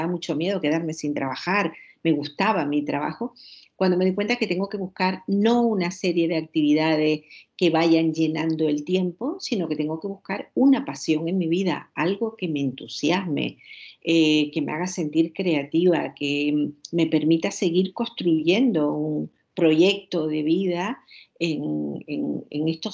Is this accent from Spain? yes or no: yes; Villa de Mazo, Canary Islands, Spain; una mujer que la ubico en mi pueblo, en Villa de Mazo